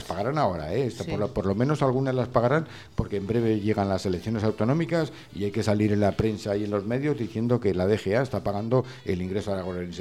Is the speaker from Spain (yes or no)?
yes; Zaragoza, Aragon, Spain; de Zaragoza.